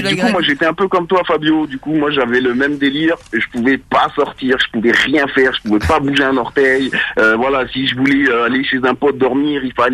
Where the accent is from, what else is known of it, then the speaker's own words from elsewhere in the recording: Paris, Île-de-France, France; Eh ben là-bas, je venais de Paris.